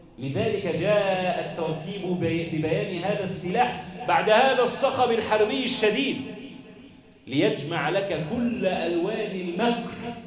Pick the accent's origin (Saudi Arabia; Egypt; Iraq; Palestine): Egypt; واحفظ بلدنا مصر وسائر بلاد